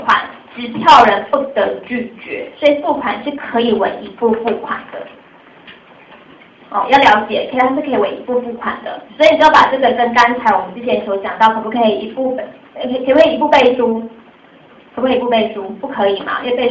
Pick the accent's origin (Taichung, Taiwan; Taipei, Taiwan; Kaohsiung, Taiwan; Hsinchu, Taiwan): Taichung, Taiwan; accent: Taichung; 因为我台中人啊，当然会有台中腔啊